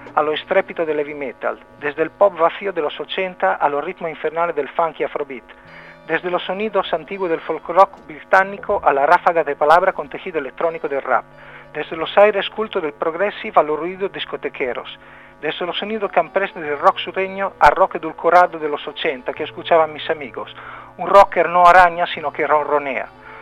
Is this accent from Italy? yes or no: yes; Rimini, Emilia-Romagna, Italy; En Rimini, mi ciudad natal.